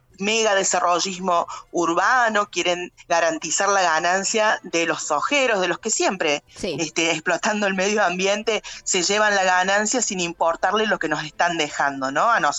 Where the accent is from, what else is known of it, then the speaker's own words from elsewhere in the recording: Estación Juárez Celman, Córdoba, Argentina; yo soy de Estación Juárez Celman